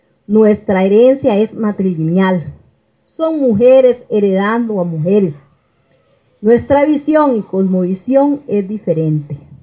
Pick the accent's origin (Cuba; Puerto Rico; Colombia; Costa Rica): Costa Rica; Sabalito, Puntarenas; vengo de Sabalito de Cotobruz